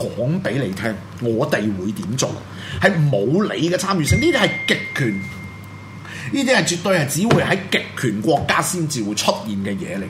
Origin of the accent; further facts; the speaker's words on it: Hong Kong; 我哋香港人喺大陸買樓係咪有特權啊